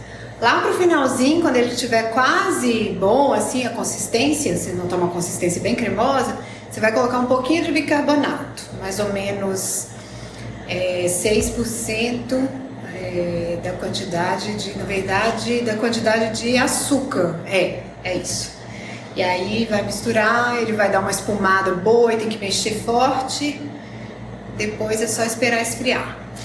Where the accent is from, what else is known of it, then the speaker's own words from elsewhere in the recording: Sete Lagoas, Minas Gerais, Brazil; also born or lived in Passos; Eu sou mineira, nasci em Passos, mas morei a maior parte da minha vida em Sete Lagoas, que é próximo a Belo Horizonte, capital de Minas.